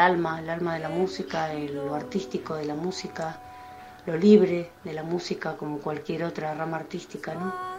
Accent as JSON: {"language": "Spanish", "town": "San Carlos de Bariloche", "region": "Río Negro", "country": "Argentina", "said": "soy cantante de San Carlos de Bariloche"}